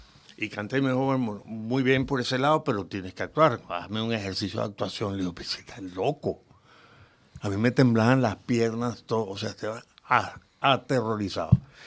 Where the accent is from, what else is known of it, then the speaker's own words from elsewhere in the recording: Valencia, Carabobo, Venezuela; also born or lived in Caracas; Nací en Caracas, Venezuela. Sí, y mi niñez fue una niñez muy afortunada. Por el hecho de que, aunque nací en Caracas, vivíamos en Valencia, una ciudad del interior.